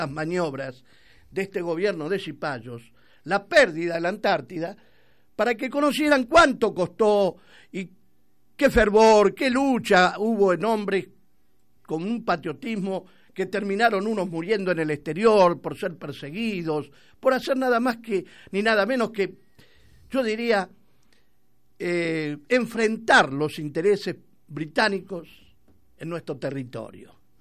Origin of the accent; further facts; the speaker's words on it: Argentina; porque somos argentinos